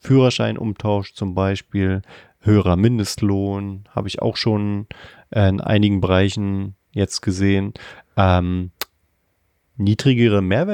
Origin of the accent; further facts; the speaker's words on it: Berlin, Germany; als Berliner